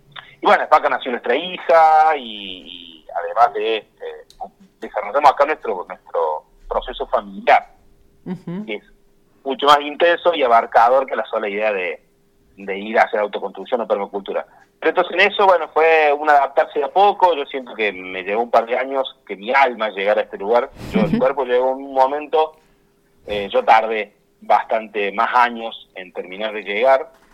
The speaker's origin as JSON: {"language": "Spanish", "town": "Oncativo", "region": "Córdoba", "country": "Argentina", "tie": "born or raised there", "said": "En una primera etapa vinimos mucho de nuestro pueblo natal, éramos como cerca de 6-7 familias que vinimos de Oncativo"}